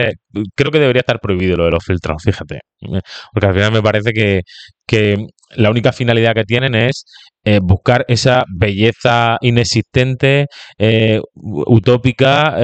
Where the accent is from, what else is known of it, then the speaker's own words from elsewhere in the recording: Spain; los de izquierda también somos españoles, ¿de dónde soy yo? ¿De Italia?